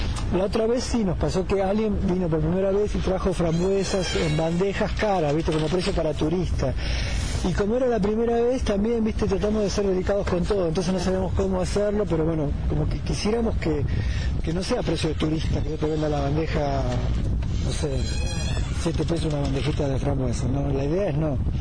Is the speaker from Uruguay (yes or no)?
no; Argentina; Somos argentinos y la lista era grande